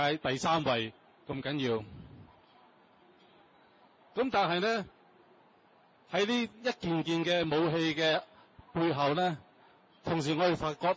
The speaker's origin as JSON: {"language": "Cantonese", "country": "China", "said": "作為老百姓，作為中國人，我哋樂見中國強大"}